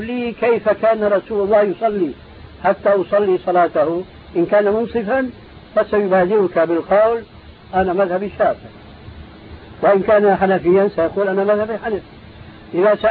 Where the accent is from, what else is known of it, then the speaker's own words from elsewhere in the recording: Syria; كما يقول عندنا في الشام قشرة بصلي